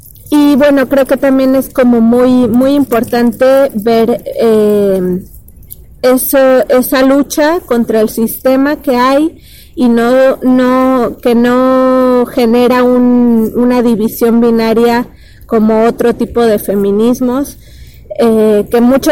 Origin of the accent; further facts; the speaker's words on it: Mexico City, Mexico; vengo de México, y concretamente más de la Ciudad de México.